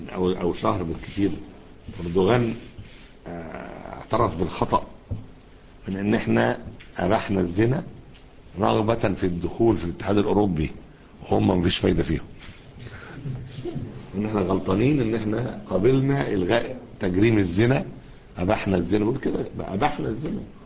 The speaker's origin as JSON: {"language": "Arabic", "town": "Alexandria", "region": "Alexandria Governorate", "country": "Egypt", "said": "أخت من عندنا في اسكندرية هنا"}